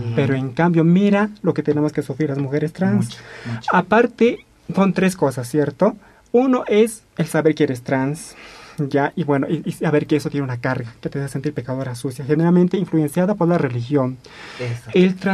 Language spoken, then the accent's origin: Spanish; Sancoray, La Paz, Bolivia; Soy una mujer transexual. Soy de la provincia Masuyo, Sancoray, me se llama mi pueblo. Hablo aymara.